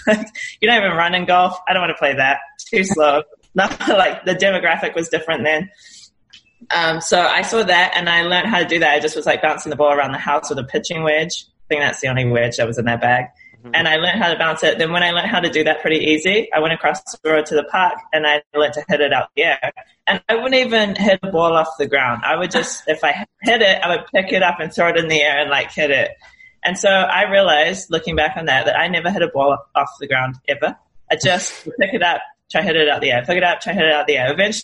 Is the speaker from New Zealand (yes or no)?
yes; New Zealand; So obviously I'm from New Zealand.